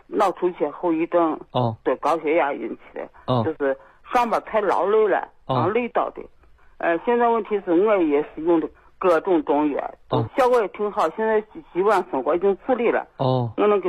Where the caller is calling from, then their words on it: Xi'an, Shaanxi, China; 我是西安的。